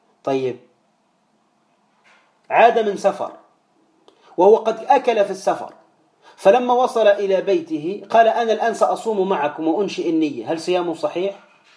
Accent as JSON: {"language": "Arabic", "country": "Tunisia", "said": "وإحنا عندنا في تونس"}